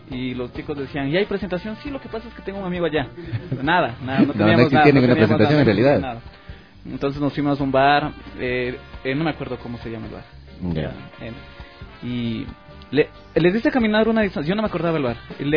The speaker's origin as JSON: {"language": "Spanish", "town": "Quito", "region": "Pichincha", "country": "Ecuador", "said": "Entonces le digo, ¿sabes qué, brother? Nosotros somos de Quito."}